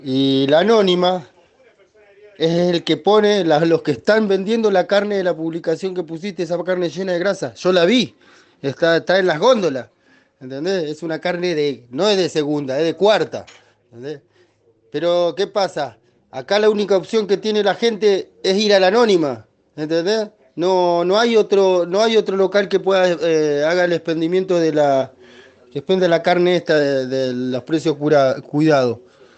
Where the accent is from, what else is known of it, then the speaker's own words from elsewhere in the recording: Chubut, Argentina; está pasando acá, en Chubut más que nada